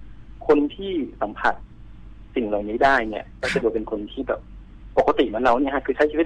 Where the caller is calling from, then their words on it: Bang Bua Thong, Nonthaburi, Thailand; บางบัวทองครับผม